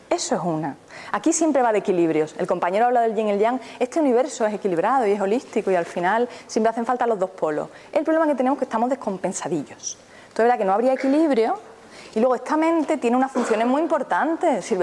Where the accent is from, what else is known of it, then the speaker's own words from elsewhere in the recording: Seville, Andalusia, Spain; Puede ser, aquí viví enfrente del mar. Yo que vengo de Sevilla, que es más durillo.